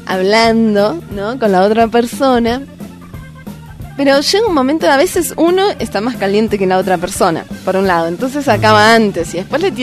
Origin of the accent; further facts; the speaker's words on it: Argentina; No, estos son británicos, yo soy argentina.